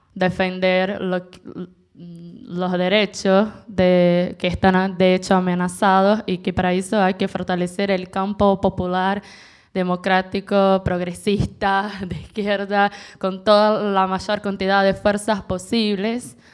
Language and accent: Spanish; Brazil; Spanish is a second language; now in Buenos Aires, Argentina; somos brasileños de izquierda en Buenos Aires.